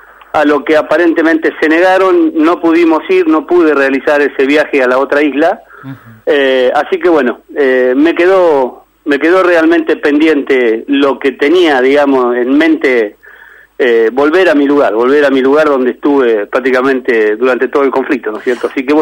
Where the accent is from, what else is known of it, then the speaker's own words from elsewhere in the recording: Argentina; no tenemos el buen trato como vecinos, digamos, o sea, como argentinos